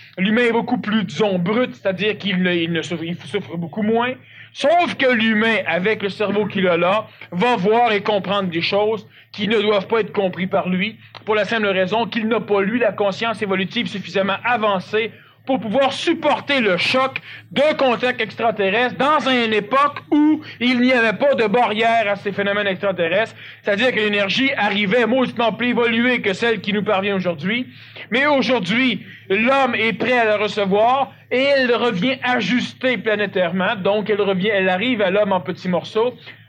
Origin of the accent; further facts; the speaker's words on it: Quebec, Canada; born there; je suis Québécois, je l'ai déjà dit, je le répète, je suis Québécois, je suis né au Québec